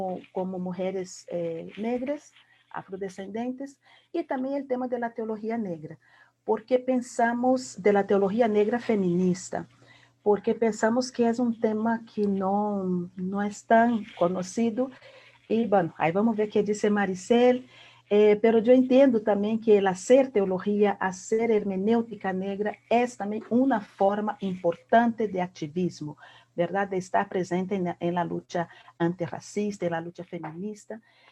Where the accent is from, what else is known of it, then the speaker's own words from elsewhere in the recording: Brazil; Spanish is a second language; now in Costa Rica; soy brasileña, ya con muchos años de vivir aquí en Costa Rica